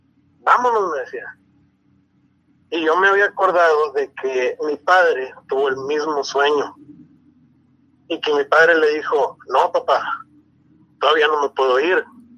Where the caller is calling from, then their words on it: Hermosillo, Sonora, Mexico; de Hermosillo, Sonora